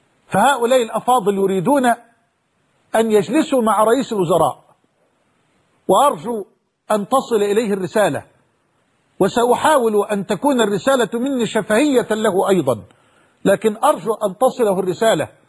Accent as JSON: {"language": "Arabic", "country": "Egypt", "said": "وأسأل الله سبحانه وتعالى أن يحفظ بلدنا مصر"}